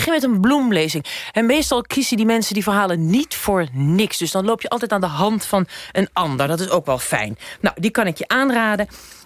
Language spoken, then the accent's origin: Dutch; United States; Ik ben half Guatemaals, ik ben half dit, ik ben half dat. Ik ben opgegroeid in Amerika.